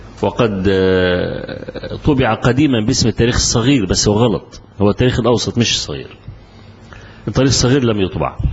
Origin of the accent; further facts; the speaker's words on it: Egypt; أنا ما أعرفش، وأنا رجل مصري